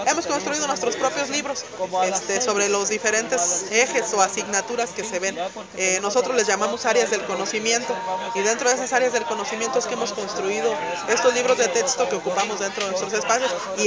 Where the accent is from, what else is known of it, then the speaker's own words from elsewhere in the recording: Michoacán, Mexico; Soy de Michoacán